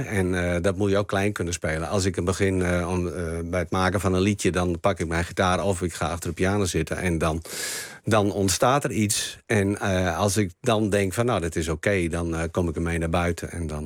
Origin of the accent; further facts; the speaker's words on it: Friesland, Netherlands; Nou, dat denk ik wel, want ik ben Fries en hij niet.